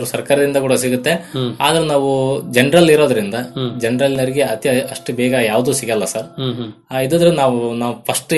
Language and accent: Kannada; Ampapattana, Karnataka, India; ನಮ್ಮೂರಲ್ಲಿ ಇಡೀ ಊರಲ್ಲಿ ಸೇರಿ 6 ಜನ ಇದ್ವಿ ಸರ್. ನಾವು ಇಡೀ ಅಂಪಾಪಟ್ಟಣದಲ್ಲಿ 6 ಜನ ಇದ್ವಿ ರೇಷ್ಮೆ ಬೆಳೆಗಾರರು.